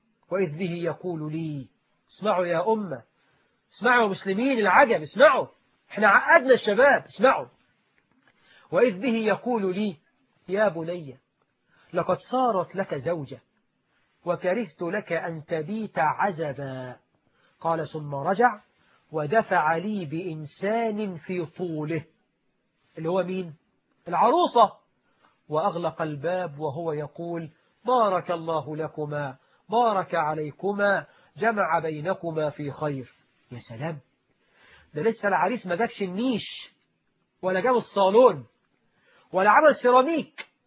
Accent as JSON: {"language": "Arabic", "country": "Egypt", "said": "طبعا احنا عندنا في مصر الواحد بيتجوز يقعد لك أسبوع ما يخرجش من البيت"}